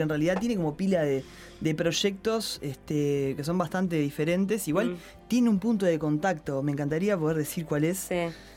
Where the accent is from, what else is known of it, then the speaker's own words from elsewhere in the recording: Montevideo, Uruguay; pasa que yo soy de Lezica y soy medio como muy canario con los barrios.